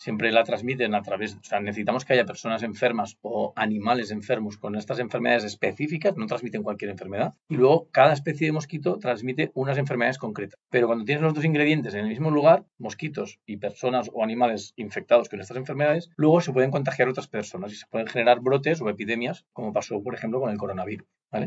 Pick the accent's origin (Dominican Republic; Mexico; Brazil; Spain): Spain; Catalonia; Nosotros venimos de la provincia de Gerona y de Cataluña